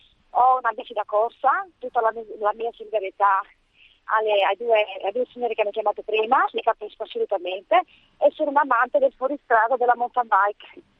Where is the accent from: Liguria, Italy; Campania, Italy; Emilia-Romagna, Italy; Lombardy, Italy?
Campania, Italy; Naples; now in Udine, Italy; io sto chiamando da Udine. E sono napoletana